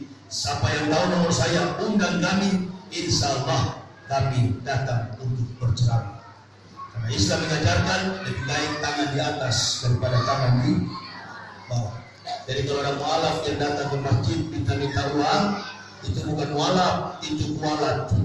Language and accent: Indonesian; Makassar, South Sulawesi, Indonesia; Maksud saya begitulah kita orang Makassar.